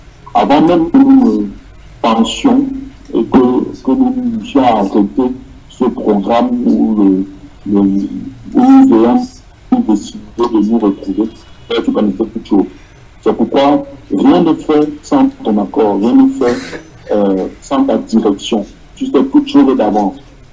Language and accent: French; Casablanca, Casablanca-Settat, Morocco; Donc, je disais que … de Casablanca.